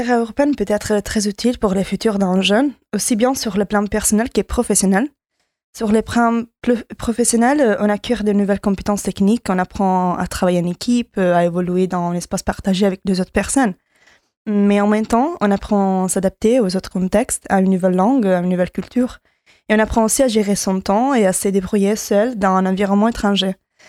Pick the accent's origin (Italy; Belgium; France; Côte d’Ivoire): Italy; French is a second language; j'ai 23 ans et je suis italienne.